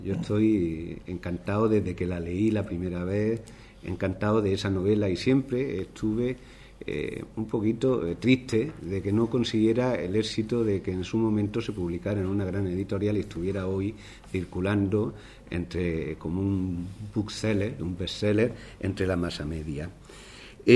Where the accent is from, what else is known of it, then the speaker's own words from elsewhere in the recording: Archidona, Andalusia, Spain; paisanos de Archidona, mi pueblo.